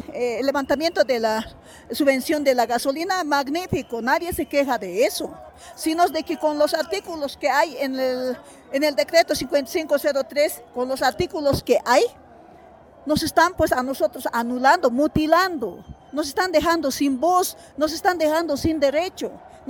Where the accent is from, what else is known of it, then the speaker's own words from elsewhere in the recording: Bolivia; Ya nosotros como mujeres bolivianas, defensores de nuestro territorio boliviano, estamos pues en una gran movilización.